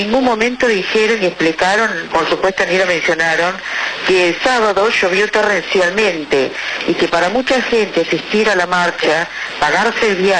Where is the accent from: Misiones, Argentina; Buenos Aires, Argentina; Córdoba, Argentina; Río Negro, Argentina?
Buenos Aires, Argentina; Palermo; soy de Palermo